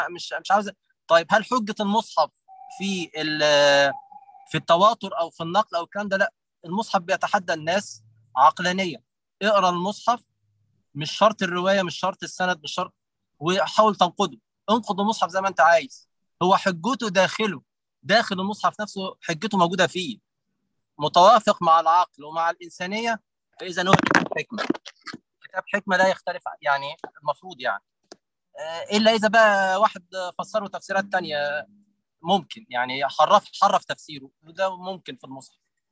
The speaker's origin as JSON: {"language": "Arabic", "country": "Egypt", "said": "احنا عندنا في مصر في اهازيج شعبيه عمرها ما اتحرفت لحد دلوقتي"}